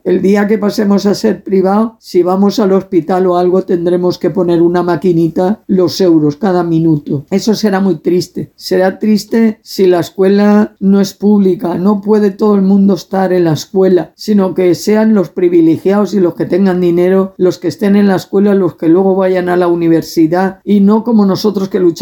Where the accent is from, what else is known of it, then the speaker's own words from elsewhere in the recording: Alboraya, Valencian Community, Spain; also born or lived in Algemesí; yo nací en Algemesí, pero debido al trabajo de mi padre y todo, vivíamos en la huerta de Alboraya, pero mi madre siempre consideró que para tener a su hija tenía que ir a su pueblo. Sigo muy ligada de siempre a mi pueblo.